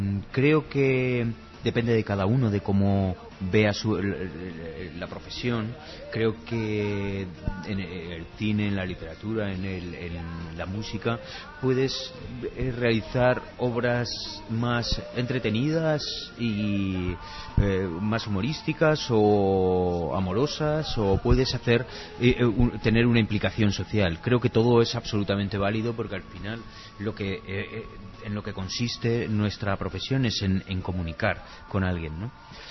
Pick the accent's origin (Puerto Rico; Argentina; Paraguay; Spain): Spain; Zaragoza, Aragon; now in Los Angeles, United States; Yo quizás soy más zaragozano en Los Ángeles que cuando viví en mi ciudad